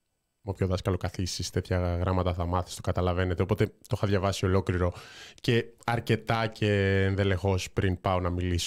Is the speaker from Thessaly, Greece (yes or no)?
no; Thessaloniki, Central Macedonia, Greece; μετά είμαστε από Θεσσαλονίκη, οπότε θα είμαστε Θεσσαλονίκη